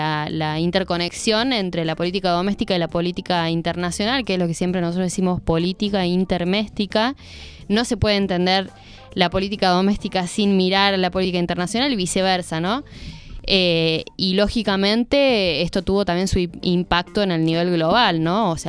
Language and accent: Spanish; Argentina; de lo que nos toca como argentinos y argentinas